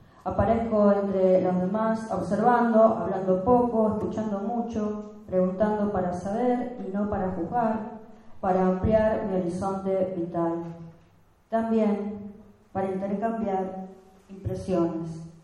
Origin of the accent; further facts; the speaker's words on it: Rosario, Santa Fe, Argentina; En Rosario, o sea, somos rosarinas, tortas rosarinas.